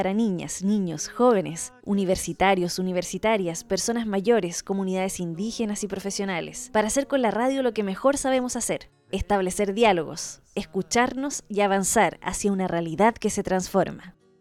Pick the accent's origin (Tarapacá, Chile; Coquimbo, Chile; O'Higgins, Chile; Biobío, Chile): O'Higgins, Chile; Rengo; La primera vez que hice radio tenía 15 años. Fue mi pueblo de toda la vida, Rengo.